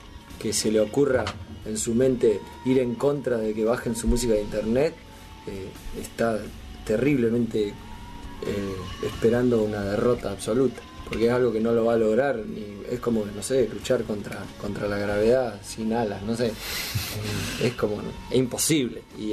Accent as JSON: {"language": "Spanish", "town": "Necochea", "region": "Buenos Aires Province", "country": "Argentina", "said": "nosotros que somos de Necochea, por ejemplo"}